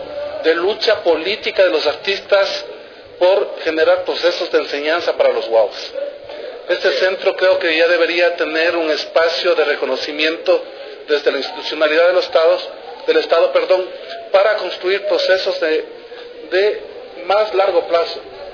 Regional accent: Riobamba, Chimborazo, Ecuador; yo no precisamente porque yo soy chagra de Riobamba

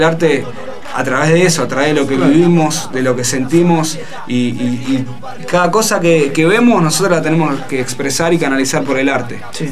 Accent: Buenos Aires, Argentina; No, nada que ver, somos de Almagro.

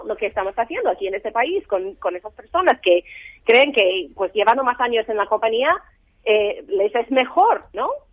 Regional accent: United States; Spanish is a second language; Porque yo, obviamente, soy americana y tenemos otro modelo ahí

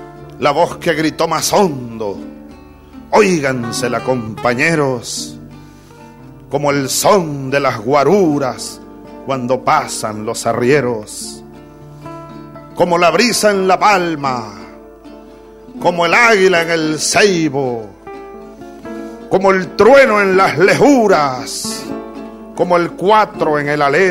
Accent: Los Llanos, Venezuela; Hay un poema que escribió un poeta de mi pueblo, del Llano de Venezuela.

